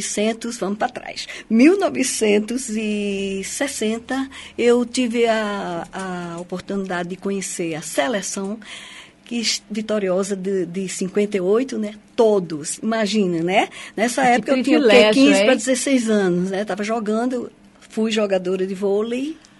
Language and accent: Portuguese; Paraíba, Brazil; moved away as an adult; now in Foz do Iguaçu, Brazil; Sou paraibana, sangue quente.